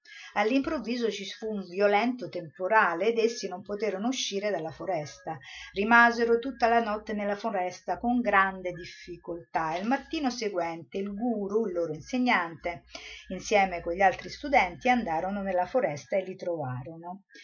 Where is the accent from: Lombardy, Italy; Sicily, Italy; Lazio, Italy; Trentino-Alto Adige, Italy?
Lazio, Italy; Rome; io sono romana, sono andata a Roma